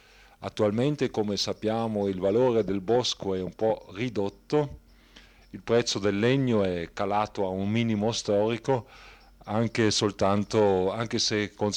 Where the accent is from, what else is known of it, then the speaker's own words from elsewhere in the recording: Brixen, Trentino-Alto Adige, Italy; non posso dire poiché io sono di Bressanone.